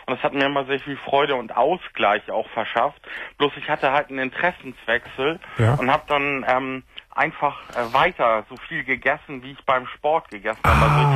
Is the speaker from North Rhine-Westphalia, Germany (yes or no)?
no; Hamburg, Germany; Und ich komme aus Hamburg, also wohne in der Nähe von der Außenalster, wo ich früher immer drum gejoggt bin.